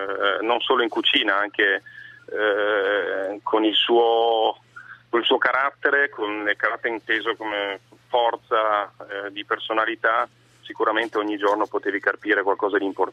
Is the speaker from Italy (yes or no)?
yes; Piedmont, Italy; vuol dire ritornare io da piemontese a rifare